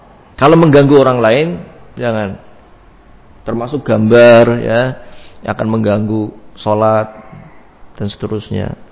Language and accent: Indonesian; Brebes, Central Java, Indonesia; Saya masih ingat dulu ada di kampung saya sana di Brebes